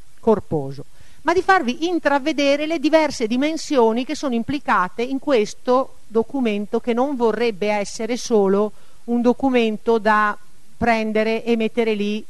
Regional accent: Rossano Veneto, Veneto, Italy; mi sento a casa nel senso che sono di Rossano Veneto, alcuni di voi che vedo qui li conosco

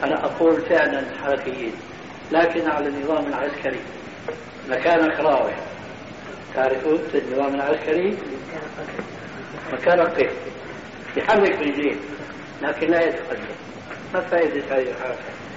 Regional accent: Damascus, Damascus Governorate, Syria; وأنا أعرف وأنا سوري دمشقي كما تعلمون

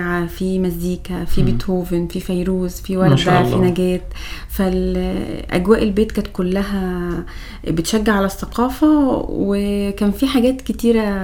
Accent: Mansoura, Dakahlia, Egypt; وكنت الاولى على قسم علم الرياضه في محافظه الدقهليه، انا من المنصوره

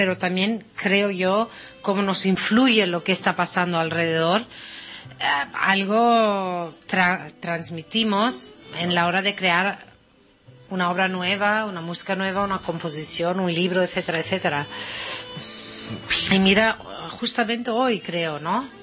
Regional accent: Greece; Spanish is a second language; now in Barcelona, Spain; no soy catalana, aún soy griega y mi ADN es de Grecia, así es. Aunque que amo Barcelona

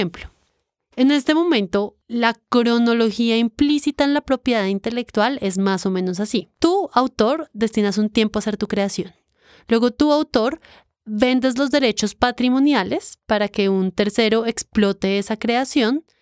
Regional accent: Colombia; que yo soy colombiana

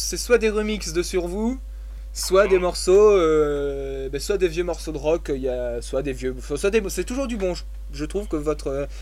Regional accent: Perpignan, Occitanie, France; À Perpignan, on sait manier les boules.

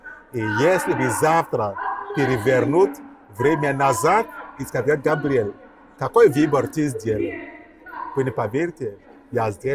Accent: Benin; Russian is a second language; Я родом из Бенина.

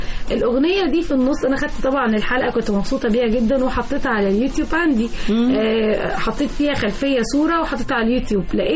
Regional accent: Egypt; وايه السبب اللي بيحصل ليه جت عندنا في مصر وهكذا

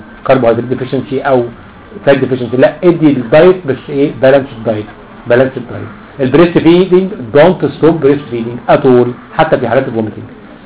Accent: Egypt; اللي هو مفهوم لبن الرايب بالنسبه لنا احنا كمصريين

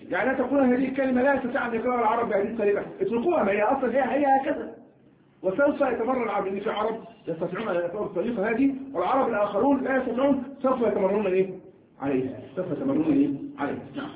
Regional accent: Egypt; وعندنا ايضا كمصريين لا نقول بالجيم جاء نقول جاء جاء جاء فنحن هكذا.

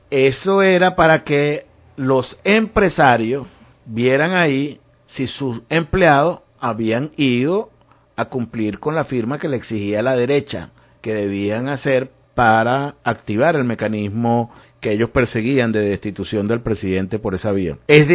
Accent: Venezuela; como venezolanas, como venezolanos, el hecho de que estemos experimentando en nuestro país, en nuestra nación

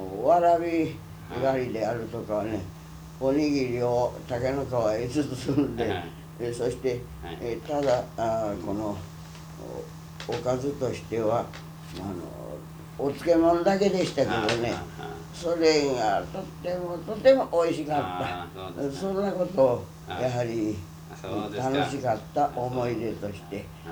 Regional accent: Kudoyama, Wakayama, Japan; born there; 和歌山県の高野山から麓三里下の九田山っていうところで生まれております。

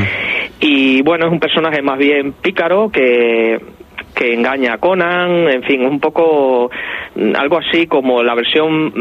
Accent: Spain; somos españoles realmente los que tenemos la culpa de que se convierta en un personaje tan sexy

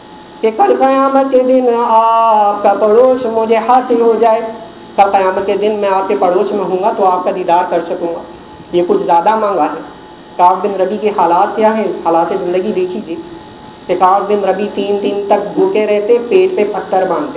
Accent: Karachi, Sindh, Pakistan; اگر آج دیکھیں میرا تعلق کراچی سے ہے اور کراچی میں یہ بیماری پائی جاتی ہے

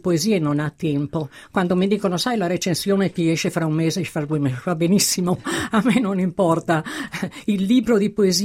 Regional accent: Milan, Lombardy, Italy; Quasimodo mi ha svelato alcuni misteri di Milano che io milanese non conoscevo

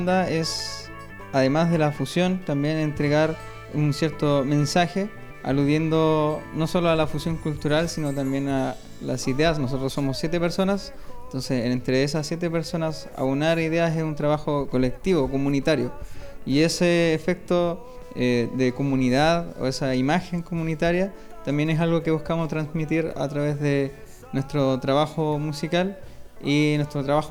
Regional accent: Andacollo, Coquimbo, Chile; En el lugar de donde vengo, que es de Andacollo, las cañas son utilizadas para hacer los flautones chinos.

